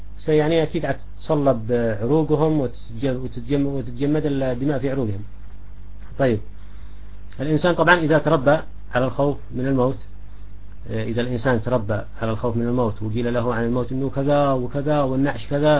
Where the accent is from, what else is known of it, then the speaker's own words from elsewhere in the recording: Sanaa, Amanat Al Asimah, Yemen; يعني في مثلا عندنا في صنعاء ناس بيجوا مثلا بلاطية